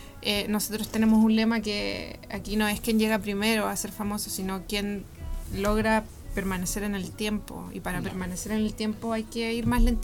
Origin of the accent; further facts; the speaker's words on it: Providencia, Santiago Metropolitan, Chile; Yo de Providencia.